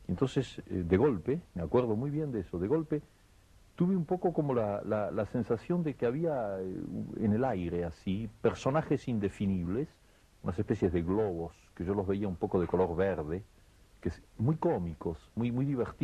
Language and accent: Spanish; Argentina